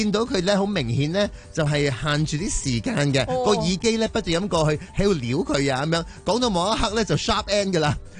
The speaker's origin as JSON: {"language": "Cantonese", "country": "Hong Kong"}